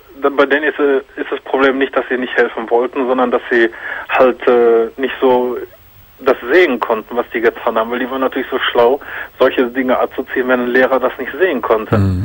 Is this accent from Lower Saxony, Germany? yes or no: no; Hagen, North Rhine-Westphalia, Germany; Bei mir ist das zum Beispiel so, ich komme ja aus Hagen.